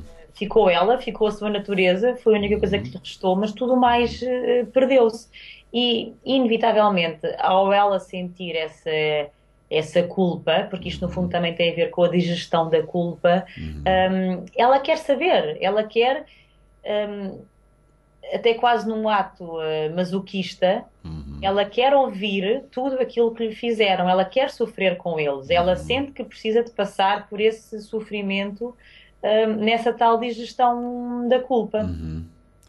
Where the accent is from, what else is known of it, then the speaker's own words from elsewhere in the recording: Porto, Portugal; eu nasci no Porto, eu cresci, ainda vivi 4 anos no Porto e vou lá com bastante frequência.